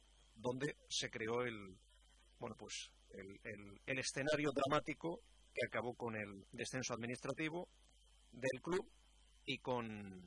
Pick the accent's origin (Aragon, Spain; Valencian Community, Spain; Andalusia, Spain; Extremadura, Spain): Valencian Community, Spain; Elche; que para eso somos personas y somos todos de Elche